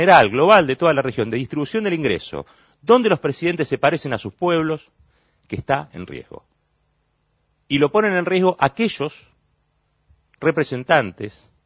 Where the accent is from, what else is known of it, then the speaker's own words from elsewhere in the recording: Argentina; Testimonio de que los argentinos, primero, somos latinoamericanos.